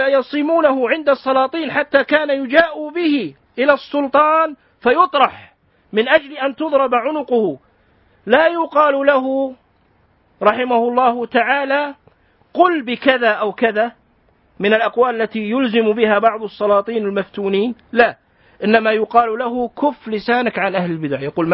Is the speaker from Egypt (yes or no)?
no; Kuwait; اليوم خطبة الجمعة عندنا في الكويت الرسمية التي أذيعت في المذياع